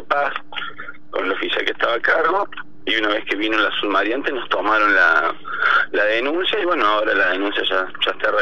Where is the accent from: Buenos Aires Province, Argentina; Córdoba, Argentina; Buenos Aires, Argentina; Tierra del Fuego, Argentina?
Córdoba, Argentina; Huerta Grande; yo de muy chico, que me crié acá en Huerta Grande